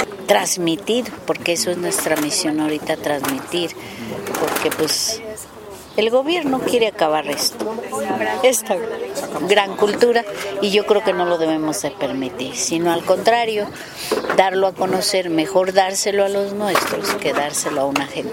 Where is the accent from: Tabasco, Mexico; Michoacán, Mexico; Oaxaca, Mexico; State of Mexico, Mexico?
Michoacán, Mexico; Cherán; allá en mi tierra, en Cherán, en Michoacán, en la cultura purépecha